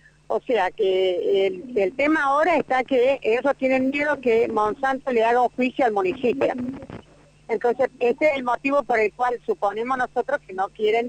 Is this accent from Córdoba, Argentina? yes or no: yes; Malvinas Argentinas, Córdoba, Argentina; soy de aquí de Malvinas, Argentina